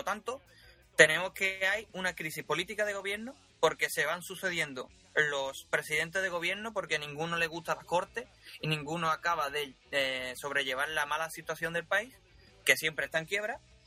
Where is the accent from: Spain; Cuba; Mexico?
Spain; Seville, Andalusia; Yo soy de Sevilla, sí, sí.